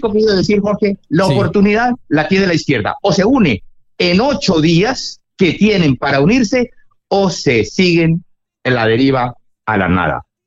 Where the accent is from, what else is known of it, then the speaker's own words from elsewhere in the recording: Cali, Valle del Cauca, Colombia; como yo soy caleño, en Colombia